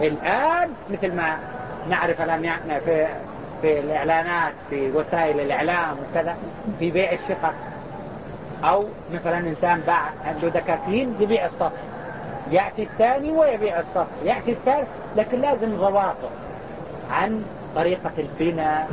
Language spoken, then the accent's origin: Arabic; Mecca, Makkah Province, Saudi Arabia; وهما يسمى عندنا في مكة يسمى بالحكر